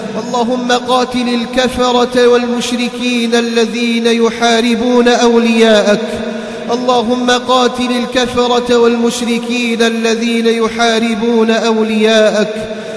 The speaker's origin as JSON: {"language": "Arabic", "country": "Algeria", "said": "اللهم احفظ بلدنا الجزائر من كل فتنة"}